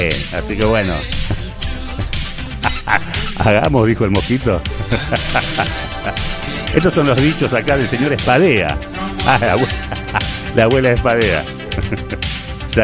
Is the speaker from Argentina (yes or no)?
yes; Argentina; Así somos los argentinos, che.